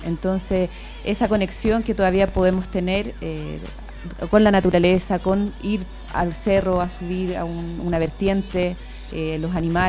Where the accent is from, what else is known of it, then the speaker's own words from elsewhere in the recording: San Juan de Pirque, Santiago Metropolitan Region, Chile; Bueno, yo soy de toda la vida de San Juan de Pirque, que es una localidad un poco más alejada de Pirque hacia el Cajón del Maipo.